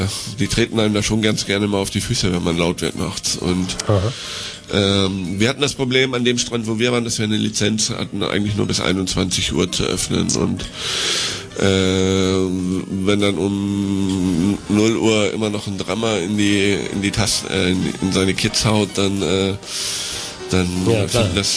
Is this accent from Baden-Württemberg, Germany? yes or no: no; Hamburg, Germany; Ich bin aus Hamburg.